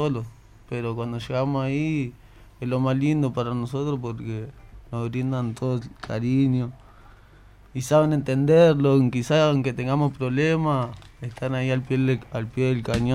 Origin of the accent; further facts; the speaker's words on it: Villa Itatí, Buenos Aires, Argentina; Soy de Villa Itatí.